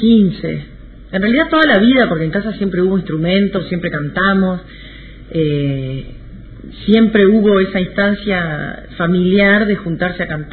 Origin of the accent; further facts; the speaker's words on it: Paysandú, Uruguay; also born or lived in Montevideo; yo soy de Paysandú, del interior, y me tuve que volver a Paysandú porque pasaba en Montevideo sin clases y mis padres me llevaron otra vez para allá